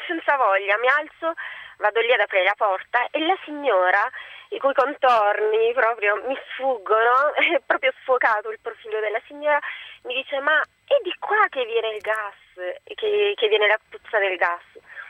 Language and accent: Italian; Ruvo di Puglia, Apulia, Italy; Sono della provincia di Bari, sono di Ruvo.